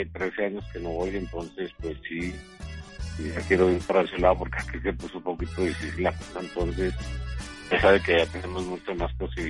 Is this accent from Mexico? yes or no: no; Bogotá, Colombia; born there; also born or lived in Europe; yo soy nacido en Colombia.